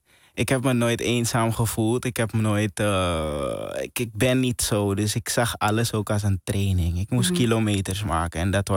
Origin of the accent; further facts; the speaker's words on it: Suriname; als kind die opgroeit in Suriname, heb je altijd ambities om naar het buitenland te gaan.